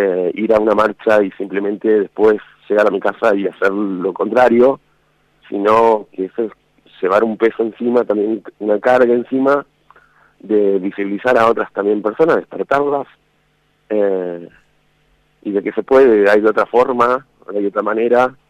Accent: Santa Rosa, La Pampa, Argentina; now in Córdoba, Argentina; Sí, soy ahí de Santa Rosa.

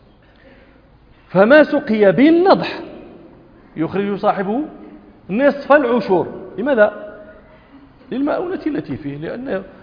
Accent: Morocco; وإذاك تمرون في في في في عندنا في المغرب

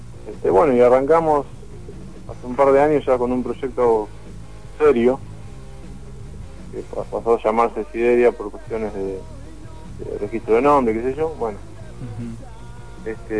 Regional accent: Moreno, Buenos Aires Province, Argentina; De Zona Oeste, somos de Moreno.

